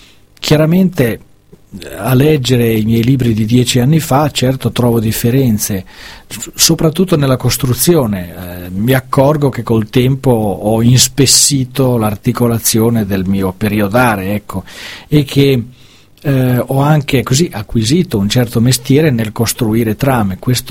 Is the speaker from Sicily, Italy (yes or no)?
no; Ferrara, Emilia-Romagna, Italy; questo perché sono un ferrarese.